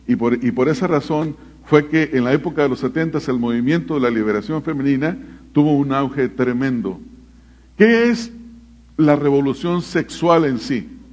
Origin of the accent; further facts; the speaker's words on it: Mexico; en México, en el país de donde yo vengo